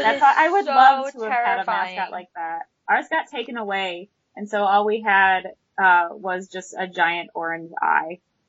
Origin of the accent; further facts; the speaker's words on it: Midwest, United States; I'm from the Midwest, and apparently we have nothing else better to do.